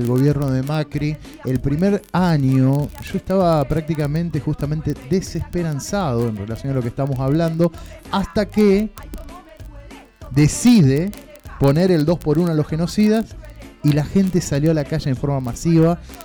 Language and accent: Spanish; Argentina; Ese grito que nos acompaña como país, nos acompaña como argentinos, como latinoamericanos, nunca más.